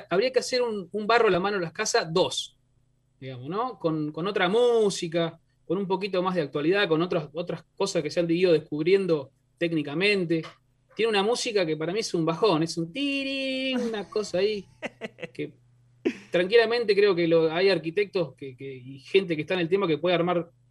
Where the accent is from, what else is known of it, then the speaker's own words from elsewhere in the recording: Buenos Aires Province, Argentina; somos argentinos, somos de la provincia de Buenos Aires, y acá hace 100 años atrás estaba lleno de rancho.